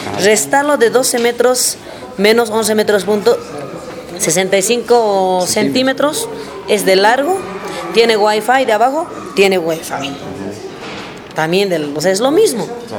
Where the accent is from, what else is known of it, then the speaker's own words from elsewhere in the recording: El Alto, La Paz, Bolivia; Lo que yo quiero, que la Ciudad del Alto, como vecina, que soy del Distrito 12 también